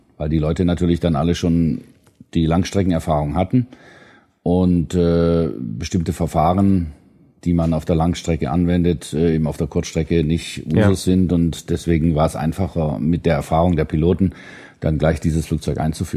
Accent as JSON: {"language": "German", "town": "Winnenden", "region": "Baden-Württemberg", "country": "Germany", "tie": "born or raised there", "also_born_or_lived": "Bremen", "lives_now": "Schorndorf, Germany", "said": "Geboren bin ich in Bremen, aufgewachsen bin ich im legendären Winnenden. Da bin ich zur Schule gegangen, dann habe ich in Tübingen studiert."}